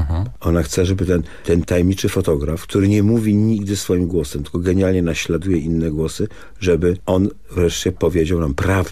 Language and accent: Polish; Legnica, Lower Silesian Voivodeship, Poland; No tak, w Legnicy mieszkam, ale jestem z Legnicy, proszę pana